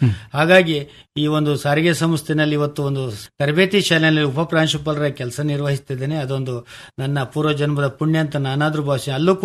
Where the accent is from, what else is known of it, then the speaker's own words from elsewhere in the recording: Ulval, Karnataka, India; ನಾವು ಮೂಲತಃ ಅರ್ಕಲಗೋಡು ತಾಲೂಕು ಉಲ್ವಾಲ್ ಗ್ರಾಮದಲ್ಲಿ ನಾವು ಮುಳುಗಡೆ ನಿವಾಸಿಗಳು.